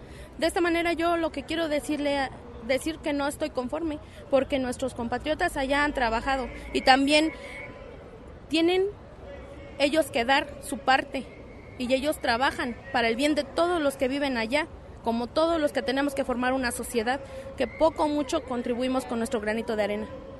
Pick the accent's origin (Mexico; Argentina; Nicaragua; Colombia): Mexico; como somos mexicanos, personas respetuosas que estamos tratando de trabajar.